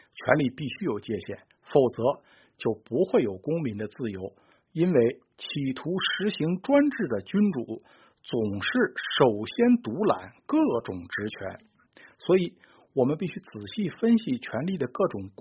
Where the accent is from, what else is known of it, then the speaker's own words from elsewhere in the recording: China; 我们中国人，我这里指的是中国大陆人，还从未享有过这种政治自由